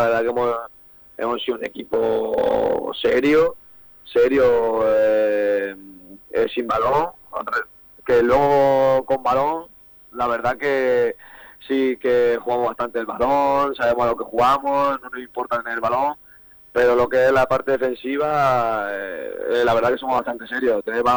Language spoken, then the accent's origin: Spanish; Talavera, Castilla-La Mancha, Spain; Sí, aquí en Talavera hay muy buen nivel, y ya lo sabemos todos, quien no lo sabe. Y claro, somos 6 de Talavera